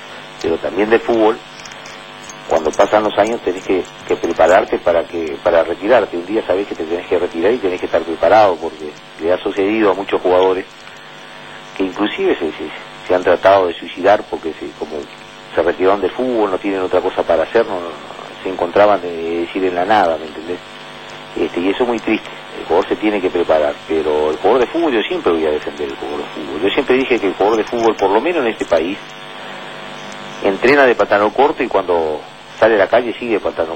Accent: Uruguay; piensa como todo uruguayo, y yo también como uruguayo y como hincha

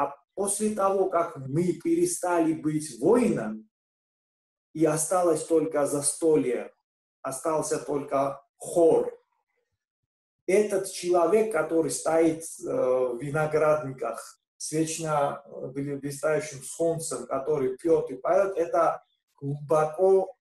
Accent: Georgia; Russian is a second language; хочу посвятить свой доклад тому, почему грузины и русские друг друга мы не понимаем.

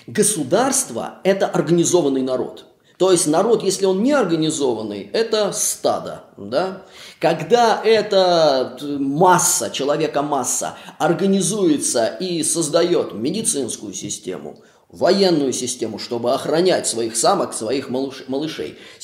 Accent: Saint Petersburg, Russia; потому что я из Петербурга

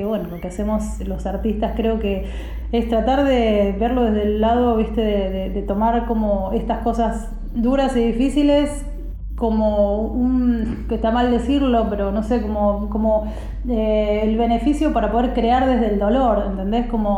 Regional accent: Argentina; Yo veo como cada país tiene sus problemitas, y bueno, nosotros como argentinos tenemos los nuestros.

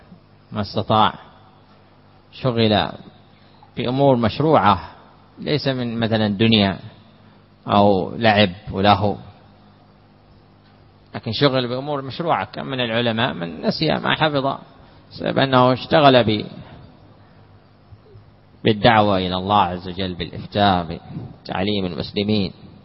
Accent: Hadramaut, Yemen; كما تعرفون مثلا عندنا في حضرموت جلسة الشاهي

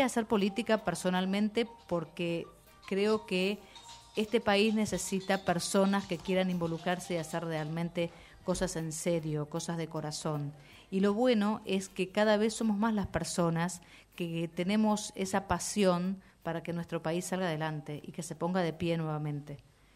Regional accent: Lanús, Buenos Aires Province, Argentina; Hoy en día soy de Lanús, vivo en un barrio

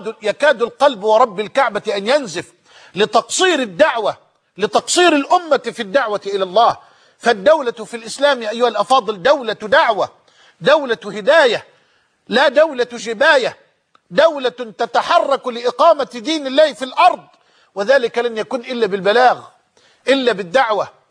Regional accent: Egypt; وأسأله سبحانه أن يجعل بلدنا مصر أمنا أمانا

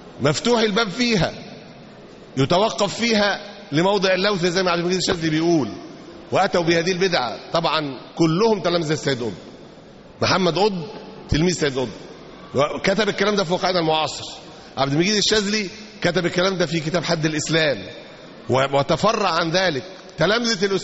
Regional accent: Egypt; ونشروا هذا الكلام في كثير من المجتمعات مش عندنا في مصر بس

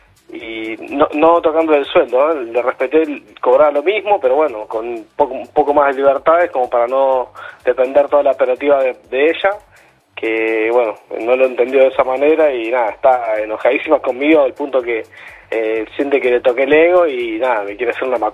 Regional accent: Pablo Nogués, Buenos Aires Province, Argentina; Bien, de zona norte, por Pablo Noves.

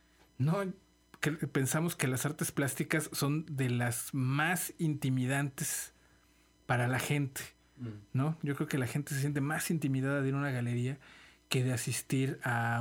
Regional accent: Mexico; También, pues, somos mexicanos

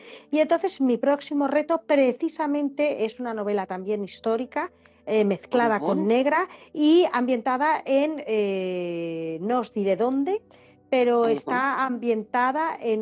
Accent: Germany; yo soy alemana, tengo un apellido un poco complicado

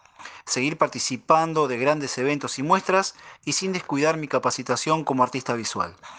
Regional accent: Berazategui, Buenos Aires Province, Argentina; docente y artista visual de Berazategui.

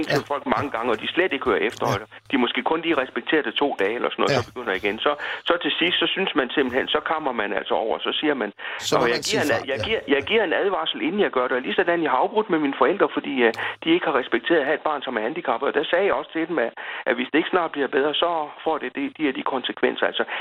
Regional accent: Mors, North Denmark Region, Denmark; now in Copenhagen, Denmark; Fra Mors i Jylland. Der kommer jeg fra, men jeg har boet i København siden 77. Jeg bor i Valby i øjeblikket.

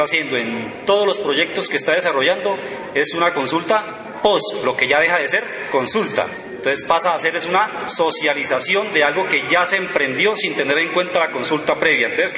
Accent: Ayapel, Córdoba, Colombia; vengo de Ayapel, Córdoba.

